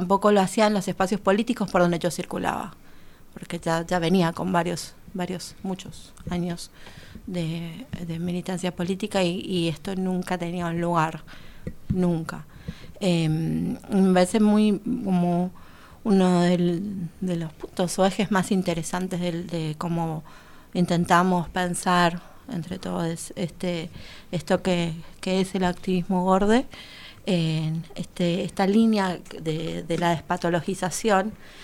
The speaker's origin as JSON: {"language": "Spanish", "country": "Paraguay", "said": "soy paraguaya, vivo... Estoy parecida en la ciudad, pero estoy fuera de la ciudad. Hace 18, 19 años."}